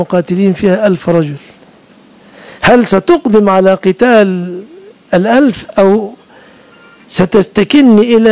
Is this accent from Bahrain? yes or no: no; Egypt; كنا عياذا بالله سنكون من أهل الضلال إذا لم تفتح بلادنا مصر